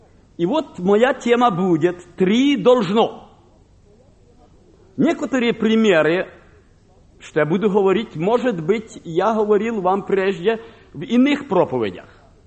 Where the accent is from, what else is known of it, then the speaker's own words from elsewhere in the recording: Kharkiv, Kharkiv Oblast, Ukraine; born there; я родился в Харькове, пережил 33-й голод